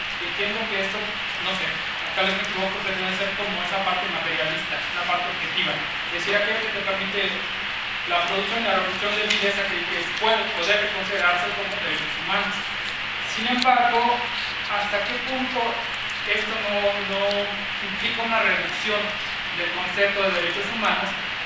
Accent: Oaxaca, Mexico; yo vengo de Oaxaca, uh-huh. Y en mi comunidad donde yo vivía

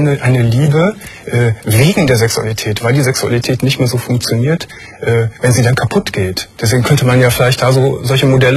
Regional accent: Berlin, Germany; ich bin eine Berlinerin. … 23 Jahre alt.

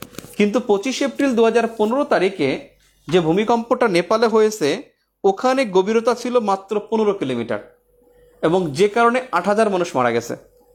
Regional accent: Patuakhali, Barisal Division, Bangladesh; আমার বাড়ি পটুয়াখালী

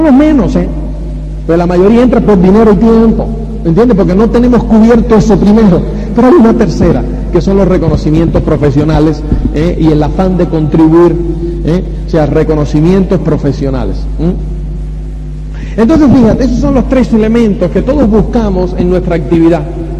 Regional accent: Spain; Entonces nosotros hablamos, no, somos de España y no sé qué y tal y cual.

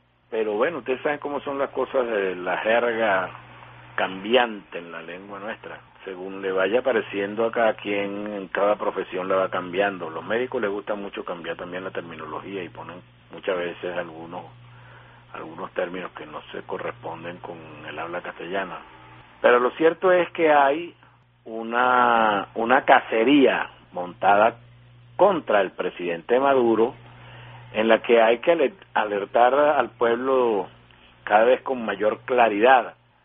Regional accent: Venezuela; pues se emociona mucho como venezolano.

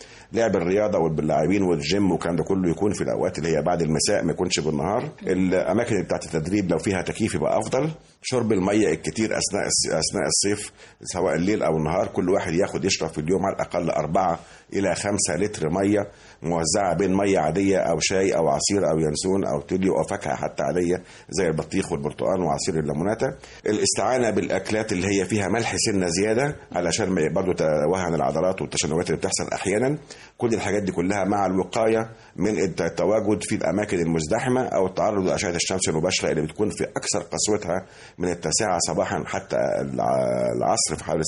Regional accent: Egypt; مش عندنا في مصر فقط ولا في المنطقه فقط

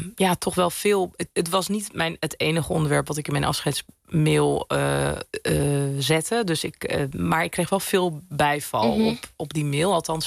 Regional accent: Zeeland, Netherlands; Ik ben zelf opgegroeid in Zeeland. Dus met heel weinig moslims om me heen.

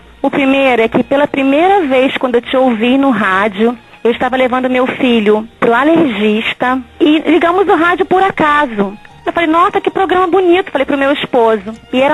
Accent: Belford Roxo, Rio de Janeiro, Brazil; eu sou do Rio de Janeiro, de Belfor Roxo.

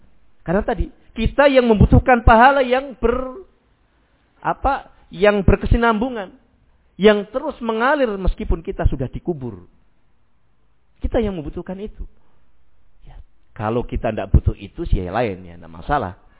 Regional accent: Rembang, Central Java, Indonesia; moved away; Di tempat kota saya, ya, daerah Rembang sana, ya, mungkin baru kali-kali ini mungkin mulai muncul. Dulu belum ada.

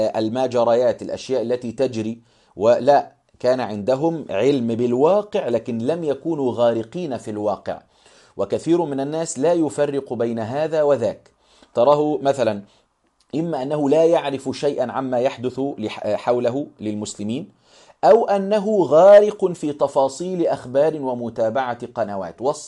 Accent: Egypt; مما هو منتشر عندنا في مصر في كثير من القرى والمدن كذلك

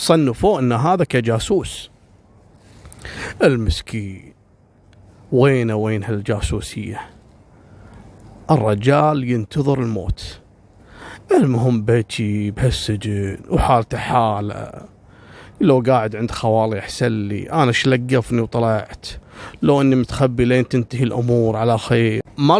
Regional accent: Kuwait; العراقيين يجون عندنا في الكويت والكويتيين يروحون

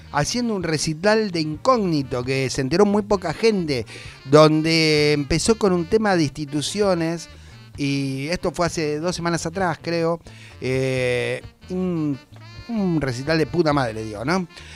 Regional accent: Corrientes, Argentina; Cuando era niño, vivía en Corrientes, hay muchos carnavales, comparsa.

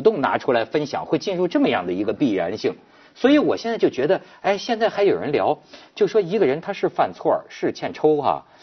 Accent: Hebei, China; 到我们老家。

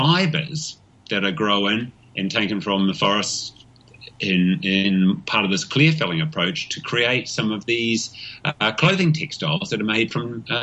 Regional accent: New Zealand; But then again, I have a real challenge as being a New Zealander with our good old Australian imports, the possum

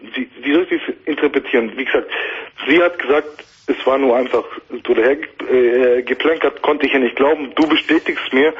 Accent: Turkey; Ich bin ein Türke, wird aber null Macho, glaub mir.

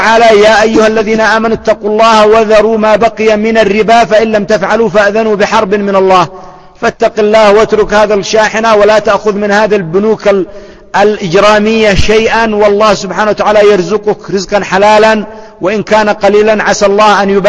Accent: Yemen; لما أحد الأخوة أراد أن يتزوج عندنا في اليمن من بنت أخ طالب علم

